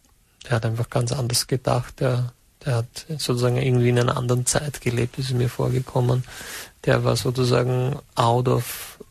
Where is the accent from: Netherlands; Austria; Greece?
Austria; St. Valentin, Lower Austria; ich persönlich komme aus Valentin, also St. Valentin.